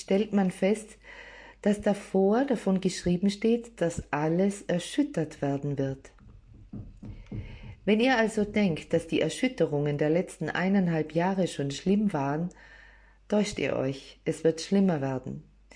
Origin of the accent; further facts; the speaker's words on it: Austria; also born or lived in England / United States; ich bin Österreicher, das ist eine ganz andere Kultur. Ich war 4 Jahre in England, das ist wieder eine andere Kultur. Ich verbrachte 10 Jahre in Amerika